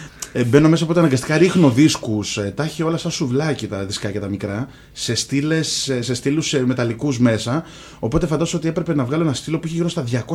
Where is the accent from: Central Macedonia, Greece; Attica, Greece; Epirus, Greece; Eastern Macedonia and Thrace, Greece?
Attica, Greece; Athens; also born or lived in Lefkada; Όχι, μεγάλωσα στην Αθήνα. Είμαι από Λευκάδα, αλλά μεγάλωσα στην Αθήνα.